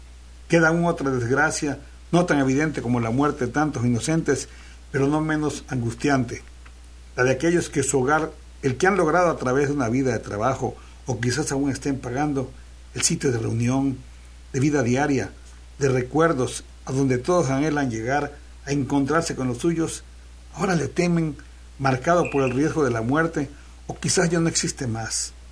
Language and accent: Spanish; Mexico; Es lo menos que puede hacer por un pueblo especial como el mexicano, que nosotros, el pueblo, formamos la patria y que la patria es primero.